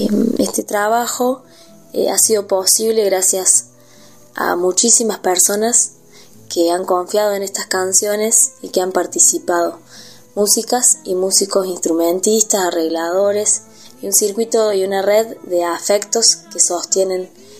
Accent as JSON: {"language": "Spanish", "town": "Anisacate", "region": "Córdoba", "country": "Argentina", "tie": "born or raised there", "said": "inspirada en mujeres de mi infancia, algunas de mi pueblo Anisacate"}